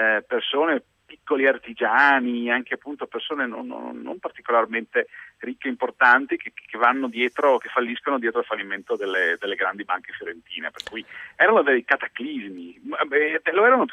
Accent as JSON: {"language": "Italian", "town": "Venice", "region": "Veneto", "country": "Italy", "tie": "born or raised there", "lives_now": "Milan, Italy", "said": "Cresciuto e laureato a Venezia, anche se adesso vivo prevalentemente a Milano."}